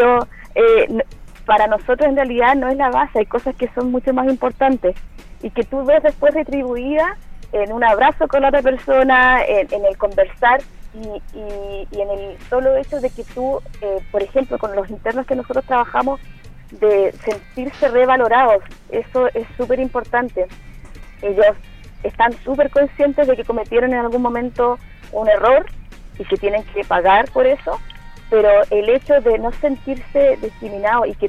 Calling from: Punta Arenas, Magallanes and Chilean Antarctica, Chile; Desde Punta Arenas.

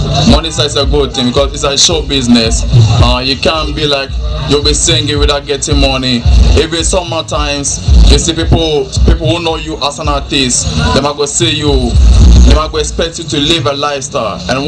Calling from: Cape Coast, Central Region, Ghana; We're talking from Ghana. Cape Coast. Cape Coast.

